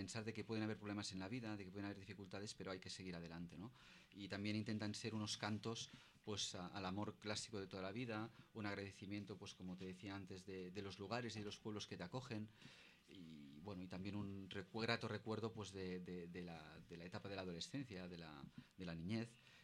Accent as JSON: {"language": "Spanish", "town": "Sabadell", "region": "Catalonia", "country": "Spain", "lives_now": "Sant Feliu de Codines, Spain", "said": "yo soy de Sabadell, tengo familia, estoy casado, tengo tres hijos... Y mi esposa mi mujer es de San Feliu de Codines."}